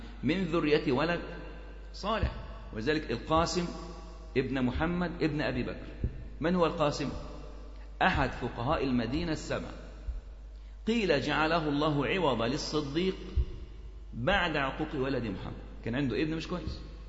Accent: Egypt; برضو عندنا في مصر الوقف كان كثير جدا

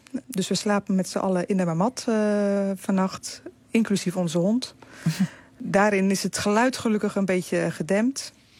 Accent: Rotterdam, South Holland, Netherlands; We komen uit Rotterdam.

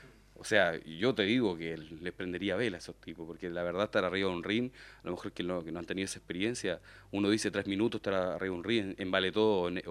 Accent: Chile; porque yo soy chileno y pasa esto en mi país

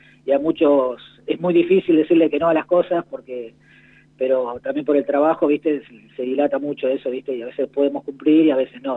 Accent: Santa Rosa, La Pampa, Argentina; now in Córdoba, Argentina; soy pampeano de Santa Rosa, pero claro, vivo en una localidad ahora de Córdoba.

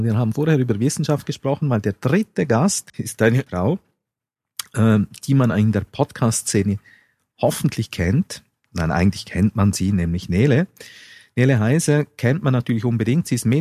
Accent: Switzerland; als Schweizer hat man immer den Eindruck

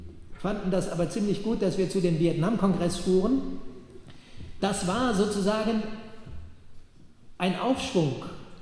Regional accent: Bremen, Germany; Ich komme aus Bremen. Wir waren in der Schülerbewegung. Bremen war damals eine besondere Konstellation.

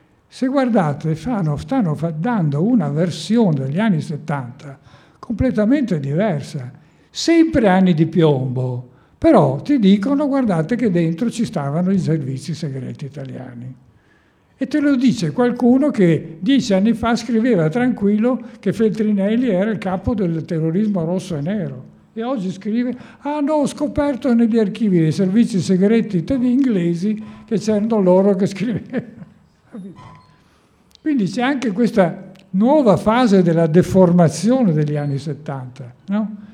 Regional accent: Trieste, Friuli-Venezia Giulia, Italy; Io come triestino non metterò mai di incazzarmi sulla questione delle foibe

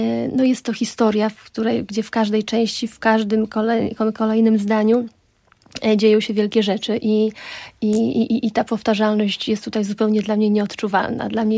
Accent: Roztocze, Poland; accent: Roztocze; wywodzę się z Roztocza, mój taki roztoczański zaśpiew, jeśli chodzi o linię melodyczną

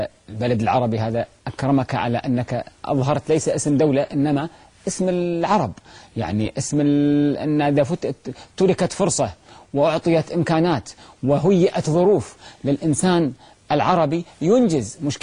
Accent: Kuwait; عندنا في الكويت

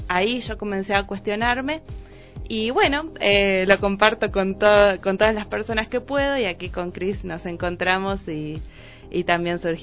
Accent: Argentina; now in Ecuador; Yo soy argentina, ya se darán cuenta por las...

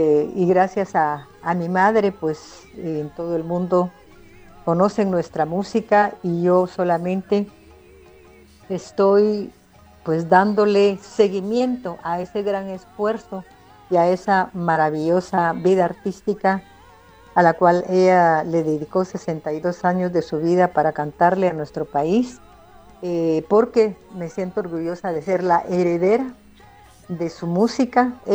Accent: Guatemala; para mí como guatemalteca y como hija venir de esa estirpe artística que solo mi madre tenía

